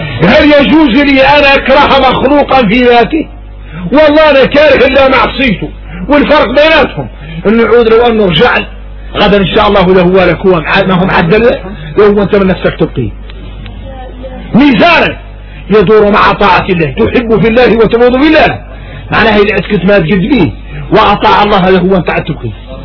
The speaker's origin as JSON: {"language": "Arabic", "country": "Mauritania", "said": "احنا موريتاني نعرفوا شكل من النفاق"}